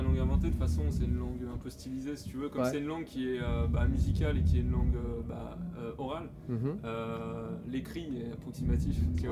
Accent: Paris, Île-de-France, France; C'est pas ethnique, on vient tous de Paris quoi.

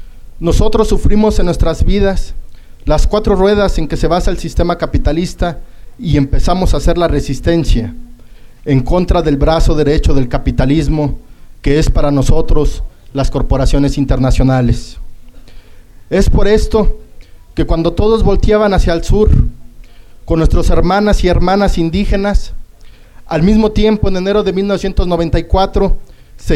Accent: Tamaulipas, Mexico; Venimos del estado de Tamaulipas, de la región norte de nuestro país y del estado donde se encuentran ubicadas mayoritariamente las corporaciones internacionales, también conocidas como maquilas

